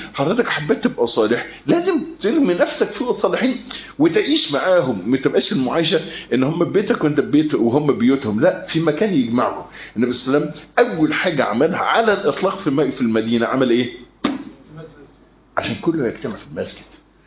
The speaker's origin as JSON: {"language": "Arabic", "country": "Egypt", "said": "الكلام ده مش متوفر عندنا في مصر"}